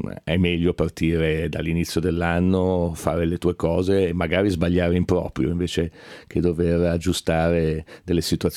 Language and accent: Italian; Milan, Lombardy, Italy; Da milanese spero Milano